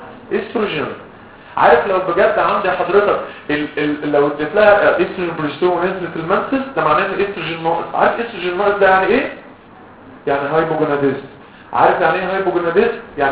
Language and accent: Arabic; Egypt; قلت له انا مصري يعني فهلاوي